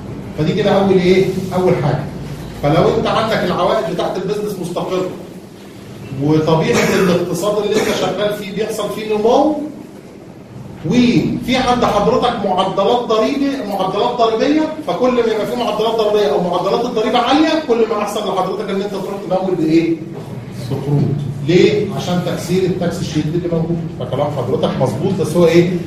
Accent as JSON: {"language": "Arabic", "country": "Egypt", "said": "احنا ده دلوقتي عندنا في مصر"}